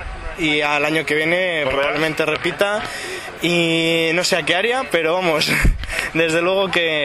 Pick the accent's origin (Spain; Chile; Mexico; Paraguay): Spain; Valladolid, Castile and León; de Valladolid, soy aficionado al software libre